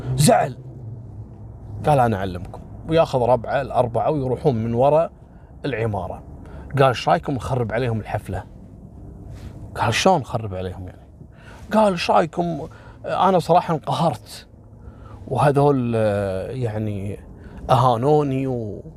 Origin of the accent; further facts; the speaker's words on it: Kuwait; هذا ترى مثل ما حصل في قصة اللي حرقت الخيمة عندنا في الكويت قبل كم سنة